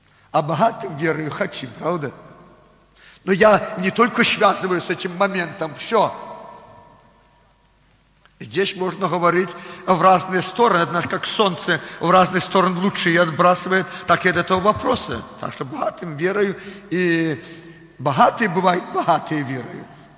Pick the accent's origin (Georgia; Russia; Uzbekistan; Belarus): Belarus; Russian is a second language; я белорус, не совсем русский хорошо знаю.